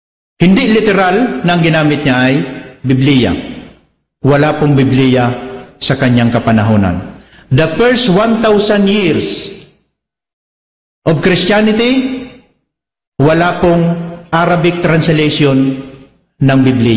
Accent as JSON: {"language": "Tagalog", "region": "Bicol Region", "country": "Philippines", "said": "Taga-Bicol ako."}